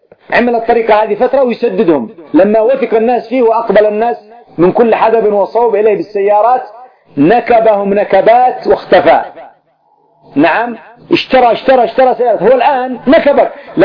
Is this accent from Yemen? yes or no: yes; Yemen; كان عندنا في اليمن قبل منذ 20 سنة